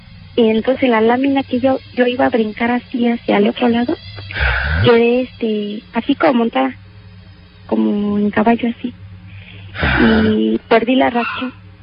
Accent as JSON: {"language": "Spanish", "region": "Guerrero", "country": "Mexico", "lives_now": "Mexico City, Mexico", "said": "Porque después de aquí de México me llevaron otra vez a Guerrero. Yo soy del estado de Guerrero."}